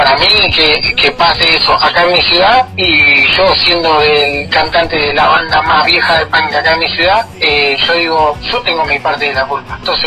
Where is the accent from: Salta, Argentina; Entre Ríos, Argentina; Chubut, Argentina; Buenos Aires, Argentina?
Chubut, Argentina; yo soy de acá de Chubut